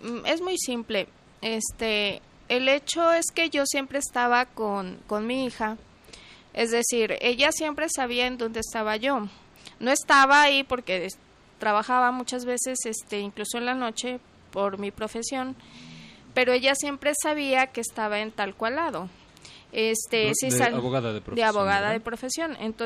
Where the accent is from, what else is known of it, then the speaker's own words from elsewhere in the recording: Mexico; como buena mexicana, eso, lo otro y aquello